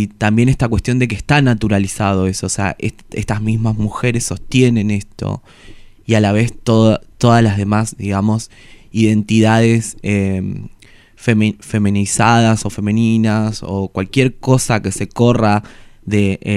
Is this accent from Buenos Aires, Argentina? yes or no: no; Formosa, Argentina; estaba en Formosa cuando lo escribí, durante la infancia, a partir de mis amigas machonas, después en La Plata